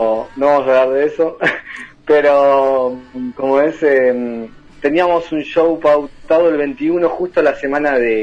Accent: Hurlingham, Buenos Aires Province, Argentina; Yo soy de Hurlingham, sí.

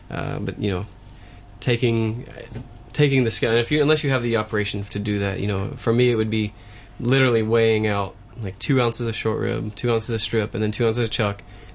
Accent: North Carolina, United States; Vinegar and chili flake only, but I'm from North Carolina.

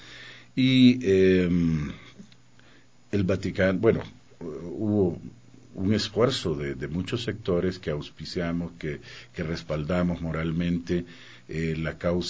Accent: El Salvador; Y nos sentimos muy orgullosos como salvadoreños, como latinoamericanos

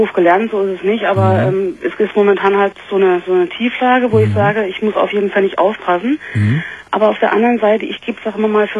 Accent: Saarland, Germany; ich komme aus dem Saarland

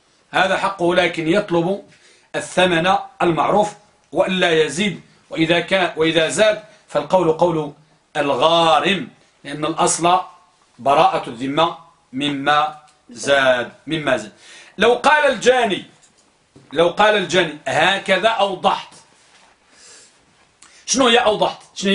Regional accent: Morocco; عندنا في المغرب وماشي غير في المغرب فقط

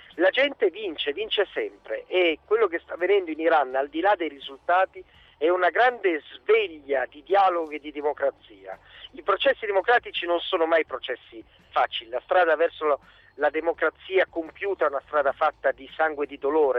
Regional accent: Genoa, Liguria, Italy; da genovese la coerenza è gratis, quindi non costa nulla

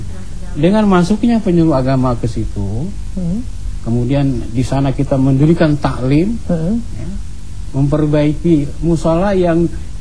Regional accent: Palangka Raya, Central Kalimantan, Indonesia; Iya, saya kan orang Kalimantan, orang Dayak itu. Ya, di pedalaman Kalimantan. Iya, saya Palangkaraya.

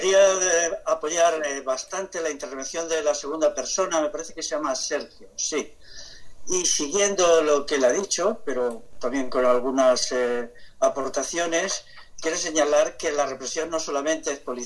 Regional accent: Castile, Spain; yo que soy castellano

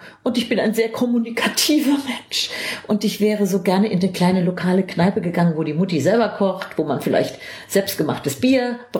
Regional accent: Frankfurt, Hesse, Germany; als Frankfurter dachte ich irgendwie, Weimar, Goethe.

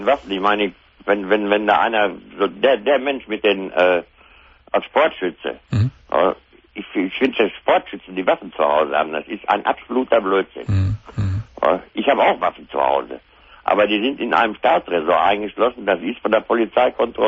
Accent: North Rhine-Westphalia, Germany; Ich komme aus dem Sauerland.

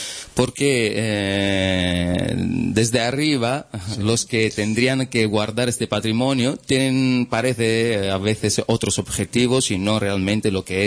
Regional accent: Cerchiara di Calabria, Calabria, Italy; Spanish is a second language; Allora, io sono di Cerchiara di Calabria.

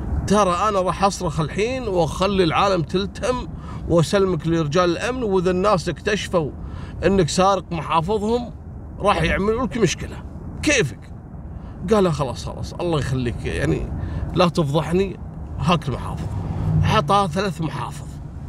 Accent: Kuwait; وكانوا كثير من القضايا حصلت حتى عندنا في الكويت

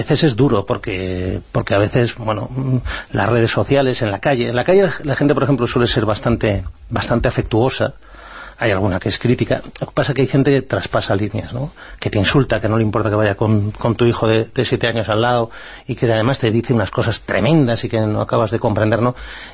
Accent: Spain; yo me considero un patriota, me considero español

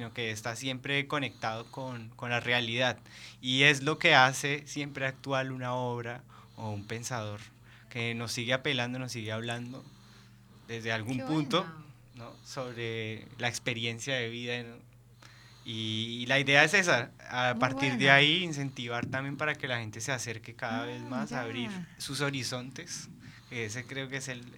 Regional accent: Bogotá, Bogotá Capital District, Colombia; moved away; Soy de Bogotá.

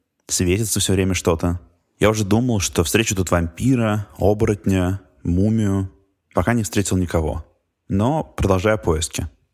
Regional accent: Moscow, Russia; now in Scotland, United Kingdom; Я москвич, которому случилось переехать в замок в Шотландии. Я тут живу, кажется, уже несколько месяцев.

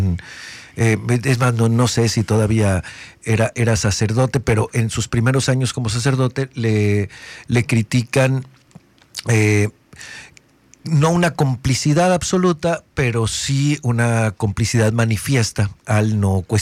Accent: Mexico; Esto es algo que sí tenemos que presumir como mexicanos, como cultura

